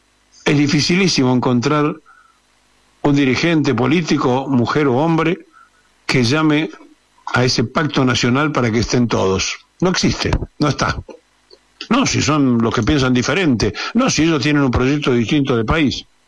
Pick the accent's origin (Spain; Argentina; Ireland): Argentina; ¿Cómo puede ser que siendo todos argentinos nos fragmentemos y nos dividamos como nación